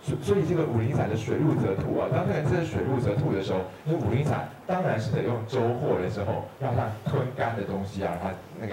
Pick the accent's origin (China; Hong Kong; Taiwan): Taiwan